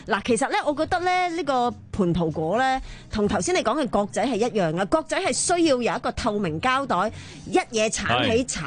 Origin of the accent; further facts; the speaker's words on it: Macau; 细个喺澳门，